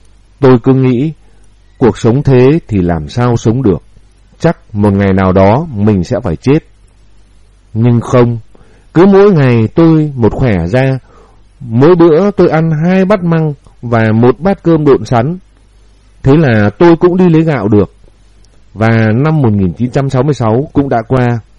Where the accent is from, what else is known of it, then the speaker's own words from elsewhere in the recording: Bac Giang, Vietnam; Quê tôi có sân bay kép và một ga tàu hỏa, là một ga đi lên phía Bắc của Tổ quốc. Thanh niên, phụ nữ quê tôi náo nức tình nguyện vào Nam đánh Mỹ.